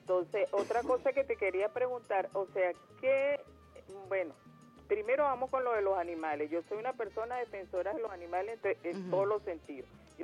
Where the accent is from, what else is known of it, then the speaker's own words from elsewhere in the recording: Venezuela; yo soy venezolana 100% y yo no quiero que la moneda de mi país sea en dólares